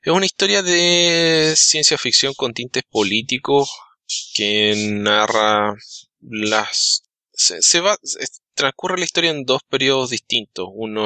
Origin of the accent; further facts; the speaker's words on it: Chile; Alberto es Alberto Calvo, Alberto es mexicano, yo soy chileno y por apellidos tenemos ascendencia española, pero realmente no somos españoles, nos consideramos mexicanos y chilenos.